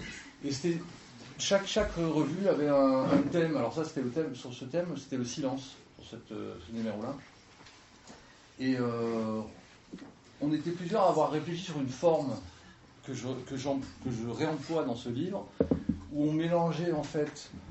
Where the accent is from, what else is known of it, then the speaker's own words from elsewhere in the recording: Marseille, Provence-Alpes-Côte d'Azur, France; je viens d'arriver dans les Cévennes. Je viens de Marseille. Je pars de la ville.